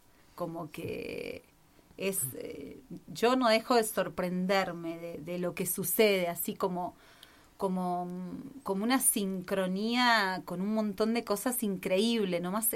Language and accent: Spanish; Las Rosas, Santa Fe, Argentina; yo soy de la minoría, no soy de Buenos Aires. Soy de un pueblito de Santa Fe que casualmente se llama Las Rosas.